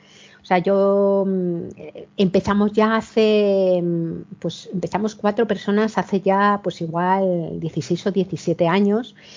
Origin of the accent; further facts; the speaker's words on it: Madrid, Community of Madrid, Spain; now in Cantabria, Spain; yo cuando ahora vivo en un pueblo de Cantabria, pero he vivido la mayor parte de mi vida en Madrid, que es de donde soy